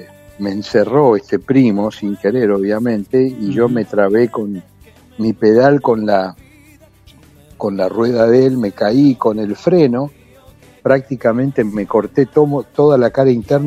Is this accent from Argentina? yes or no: yes; Buenos Aires, Argentina; born there; yo nací en Villa Soldatis, en el límite con Pompeya